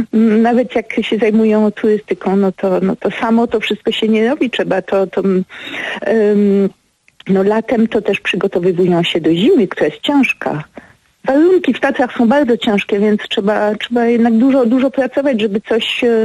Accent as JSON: {"language": "Polish", "town": "Paris", "region": "Île-de-France", "country": "France", "tie": "born or raised there", "also_born_or_lived": "Kościelisko, Poland", "lives_now": "Poland", "said": "Przez całe dzieciństwo mieszkałam we Francji, przyjeżdżałam do nich z rodzicami, siostrami samochodem przez te 1700 kilometrów z Paryża."}